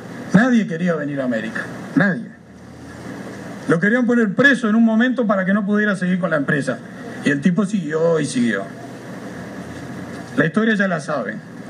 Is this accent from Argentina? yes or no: no; Uruguay; yo escucho que se habla mucho, y somos bien uruguayos, ¿no?